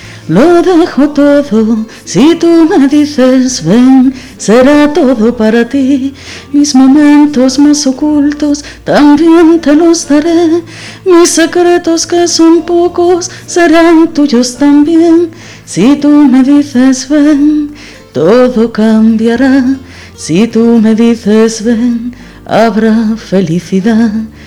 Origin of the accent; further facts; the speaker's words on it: La Felguera, Asturias, Spain; me llevó mi madre, la pobre, hasta Oviedo, yo soy de La Felguera, me llevó hasta Oviedo